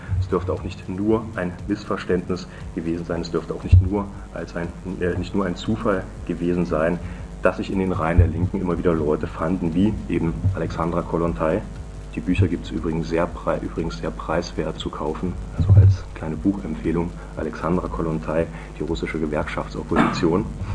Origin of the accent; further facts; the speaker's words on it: Halle, Saxony-Anhalt, Germany; ich komme aus Halle